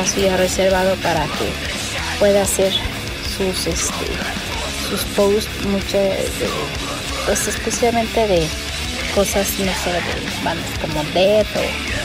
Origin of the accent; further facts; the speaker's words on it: Mexico City, Mexico; yo soy mexicana, vivo en Ciudad de México